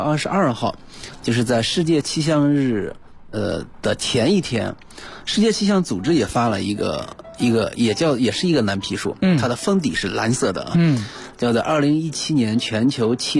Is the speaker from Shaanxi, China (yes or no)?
yes; Shaanxi, China; 去年我老家陕西